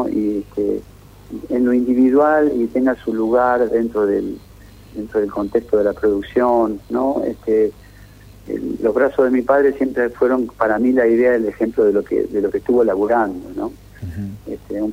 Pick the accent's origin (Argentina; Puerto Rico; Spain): Argentina; Santa Fe; El río que pasa por mi pueblo, el Carcarañá, también tiene ese color.